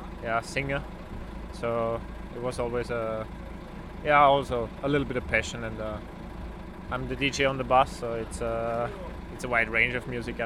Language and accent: Italian; Austria; Italian is a second language; io austriaco